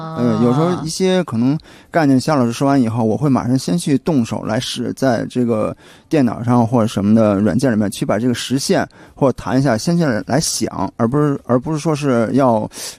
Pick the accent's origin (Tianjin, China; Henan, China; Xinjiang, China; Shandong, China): Tianjin, China; 啊，我是天津人。